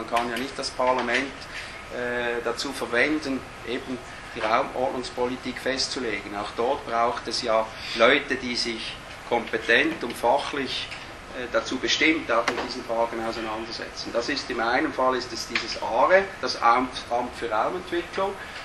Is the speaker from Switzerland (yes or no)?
yes; Switzerland; Bei uns in der Schweiz vielleicht etwas zu viel geschliffen wird, oder?